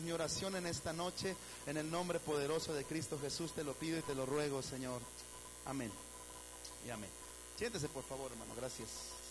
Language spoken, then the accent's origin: Spanish; Mexico; somos más mexicanotes que nada, hermano, somos más mexicanos que el nopal. Sin embargo, sí hay una relación, porque somos iglesia